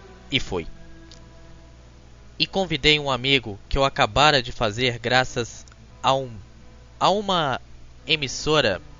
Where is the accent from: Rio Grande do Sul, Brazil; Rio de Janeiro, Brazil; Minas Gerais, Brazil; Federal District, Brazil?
Minas Gerais, Brazil; Juiz de Fora; moved away as an adult; now in São Paulo, Brazil; Me despedi da minha terra natal, Juiz de Fora, por causa de um sonho, e me mudei para São Paulo.